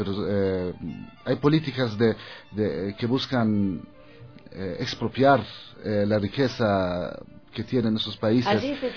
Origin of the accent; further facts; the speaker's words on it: Palestine; Spanish is a second language; also born or lived in Germany; now in Ecuador; En Alemania, cuando me preguntaban, ¿de dónde eres? Yo contestaba, de Palestina.